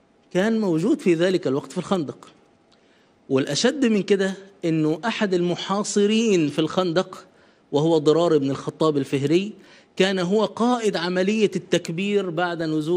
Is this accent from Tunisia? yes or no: no; Egypt; إلى مدينة في أرض فارس اسمها مدينة حلوان، شبه اللي عندنا في مصر.